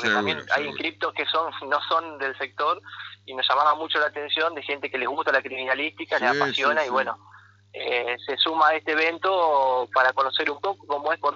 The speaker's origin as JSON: {"language": "Spanish", "town": "Concordia", "region": "Entre Ríos", "country": "Argentina", "said": "hacerlo acá en Concordia, que es donde, bueno, yo soy acá de Concordia."}